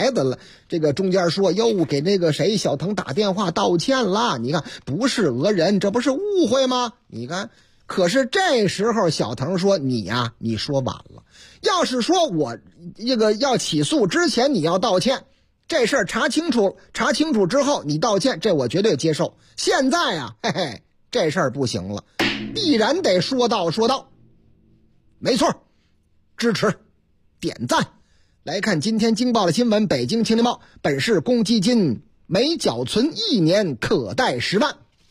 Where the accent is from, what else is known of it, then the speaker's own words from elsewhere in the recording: Shanghai, China; 我老家啊，阿拉老家上海，是吧？